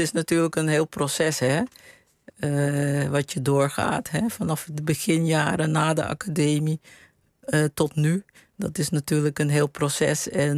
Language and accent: Dutch; Paramaribo, Suriname; De herinneringen waren meer in het huis waar ik opgroeide, zeg maar. En de sfeer op straat in Paramaribo.